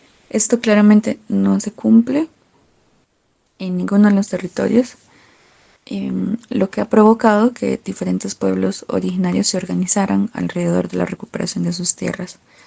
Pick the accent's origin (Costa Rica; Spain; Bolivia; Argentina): Costa Rica; Yo nací y crecí en Costa Rica.